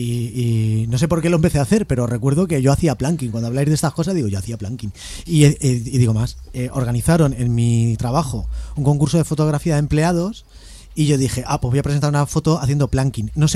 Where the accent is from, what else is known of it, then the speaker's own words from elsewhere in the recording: Móstoles, Community of Madrid, Spain; Aunque somos de Móstoles, coño.